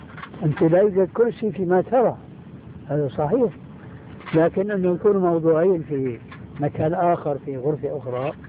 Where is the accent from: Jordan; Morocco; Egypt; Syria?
Syria; لكن كما يقولون عندنا في الشام بده هز كتاب